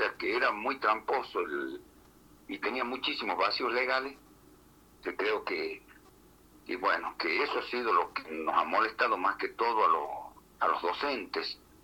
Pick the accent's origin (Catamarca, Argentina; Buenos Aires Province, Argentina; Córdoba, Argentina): Catamarca, Argentina; Andalgalá; Yo soy del interior de Catamarca, de una localidad que se llama Andalgalá, y tenemos muchas escuelas rurales nosotros acá.